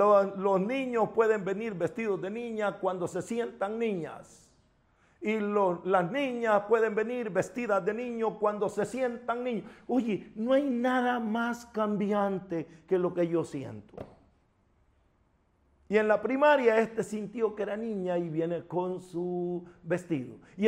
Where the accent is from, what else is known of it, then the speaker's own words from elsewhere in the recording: El Salvador; El país de donde yo vengo, donde yo nací, El Salvador, tiene una ley que se llama LEPINA